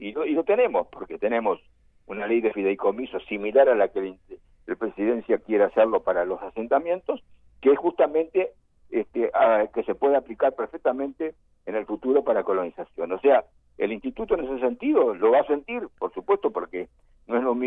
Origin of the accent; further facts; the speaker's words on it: Uruguay; somos todos uruguayos